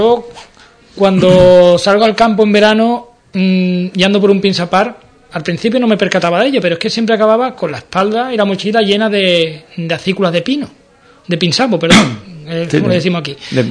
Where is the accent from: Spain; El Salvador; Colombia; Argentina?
Spain; Seville, Andalusia; yo por ejemplo soy de Sevilla, y para mí cuando llego es lo que más me choca.